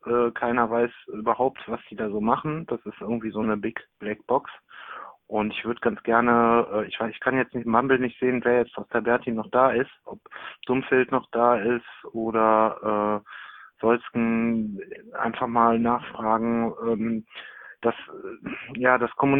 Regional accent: Düsseldorf, North Rhine-Westphalia, Germany; gerade so auch als Düsseldorfer.

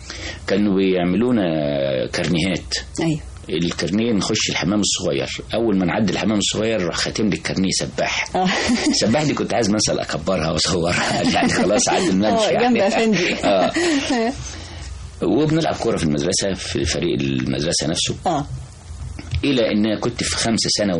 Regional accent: Cairo, Cairo Governorate, Egypt; also born or lived in Sharqia; أنا من القاهرة بس. أنا أصلا من الشرقية.

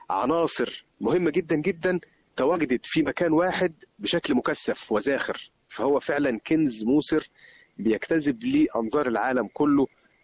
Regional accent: Luxor, Luxor Governorate, Egypt; يعني مجرد أصغر أثر عندنا في الأقصر

